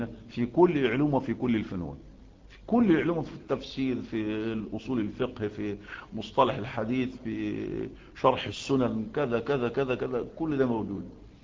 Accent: Egypt; لأن القانون عندنا في مصر بيلم يعني الزبالات

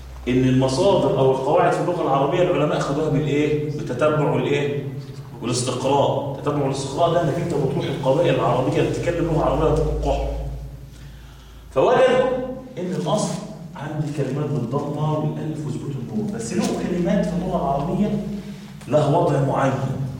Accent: Egypt; ليه عندنا كمصريين يقول لك حاجه شر

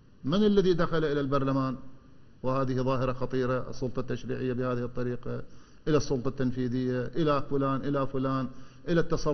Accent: Iraq; كعراقيين وفي كل بلد موجودين به إحنا أبناء الوطن

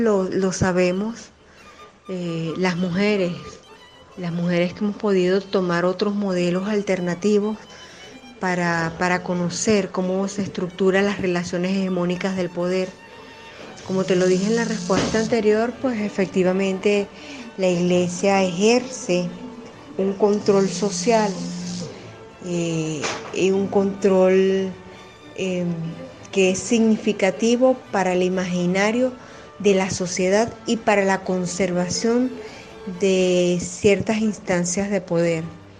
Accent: Venezuela; soy de Venezuela

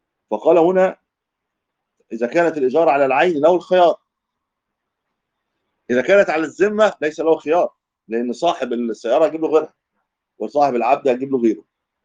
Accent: Egypt; دي مش منطقه بطر زي عندنا في مصر، احنا ما بنرويش بالبطر

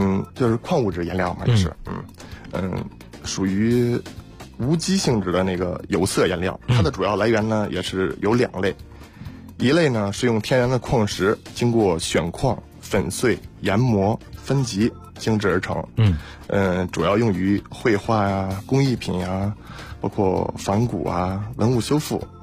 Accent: China

